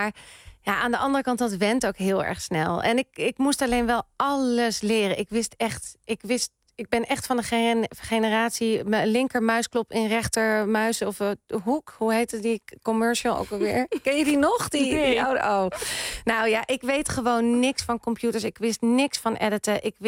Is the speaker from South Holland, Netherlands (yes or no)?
no; Amsterdam, North Holland, Netherlands; daar ben ik opgegroeid. Ja, vanaf mijn zesde woonde ik er ongeveer. En de eerste jaren van mijn leven ben ik opgegroeid in de Pijp.